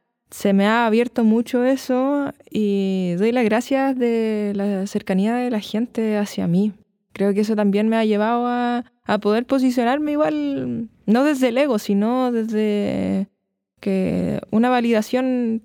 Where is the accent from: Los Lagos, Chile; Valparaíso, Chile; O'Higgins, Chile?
Valparaíso, Chile; soy de Valparaíso, vengo de Puertas Negras, Playa Ancha